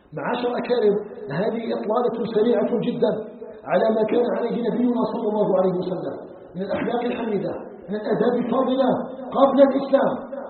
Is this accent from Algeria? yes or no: yes; Algeria